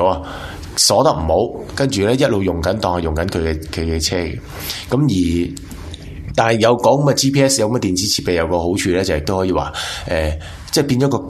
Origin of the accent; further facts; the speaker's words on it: Hong Kong; 我系啊，我香港嚟嘅。